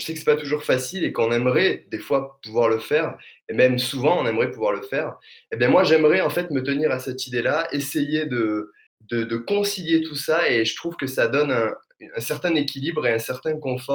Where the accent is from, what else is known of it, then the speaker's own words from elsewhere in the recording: Alès, Occitanie, France; Je suis d'Alès, en fait, donc dans le Gard, donc forcément dans le sud de la France. Je pense que ça s'entendra et on me le dit assez souvent.